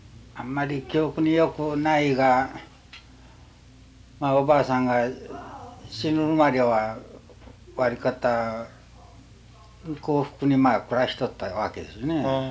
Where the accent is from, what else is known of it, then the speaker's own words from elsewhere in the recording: Hiroshima, Japan; 広島県です。